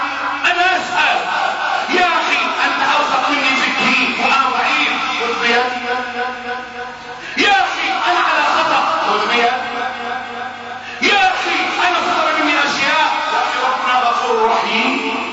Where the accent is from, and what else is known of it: Egypt